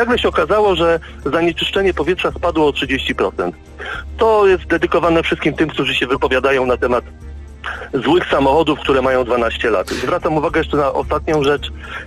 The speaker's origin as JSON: {"language": "Polish", "region": "Lesser Poland", "country": "Poland", "said": "Ja jestem z okolic Krakowa."}